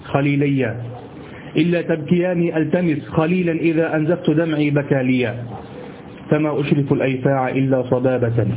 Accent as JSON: {"language": "Arabic", "country": "Egypt", "said": "هو الذي يعرف عندنا في مصر السديري، الصاد هو طبعا، لكن نحن نقول سديري"}